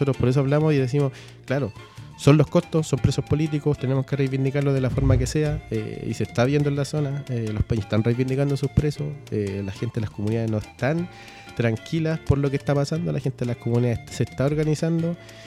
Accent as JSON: {"language": "Spanish", "country": "Chile", "said": "Ahí no somos chilenos, somos mapuches."}